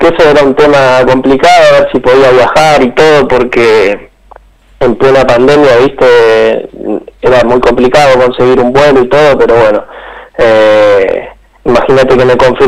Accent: Argentina; En este plantel nos toca, somos 8 argentinos

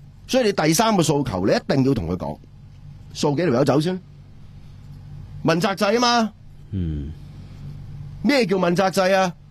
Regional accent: Hong Kong; 我哋香港人

